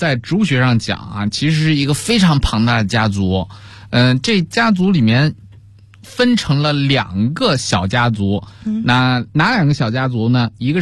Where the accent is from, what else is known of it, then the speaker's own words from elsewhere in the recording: China; 那我们东方人，特别是我们中国人，对于水果的评价啊，第一要素就是这东西甜不甜啊。